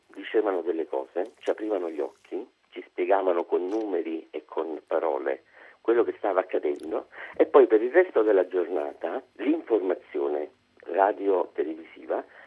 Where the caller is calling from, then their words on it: Naples, Campania, Italy; Sono da Napoli, sono arrabbiato.